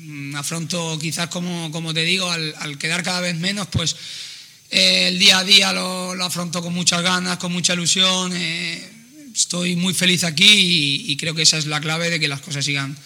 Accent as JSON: {"language": "Spanish", "town": "Crevillente", "region": "Valencian Community", "country": "Spain", "tie": "born or raised there", "said": "tocaba hoy el brazalete de mi pueblo"}